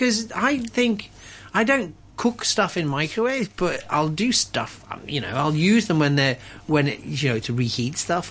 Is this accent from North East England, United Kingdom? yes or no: no; Liverpool, North West England, United Kingdom; moved away; I remember, like, growing up in Liverpool and having these things that were called sausage rolls.